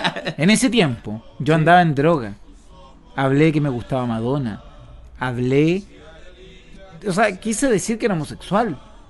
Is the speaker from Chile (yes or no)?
yes; Chile; soy chileno.